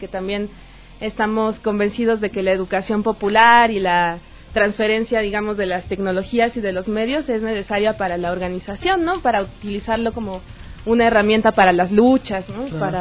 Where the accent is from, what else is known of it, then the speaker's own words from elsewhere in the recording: Mexico; somos originarios de distintos lados también, ¿no? Hay una chica ecuatoriana, pero también hay peruanos, yo que vengo de México.